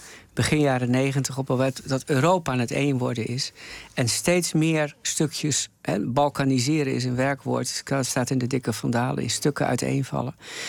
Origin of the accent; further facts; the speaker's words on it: Netherlands; Dat ik uit Nederland kom?